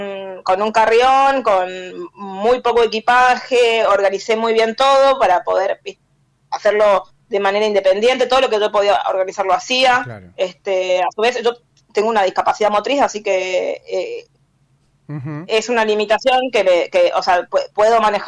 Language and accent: Spanish; Chaco, Argentina; Sí, me encanta Corrientes, yo soy de Chaco.